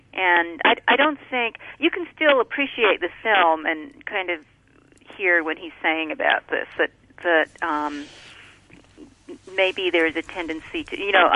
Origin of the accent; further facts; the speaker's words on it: Canada; growing up in Canada, which is not that far away from the U.S.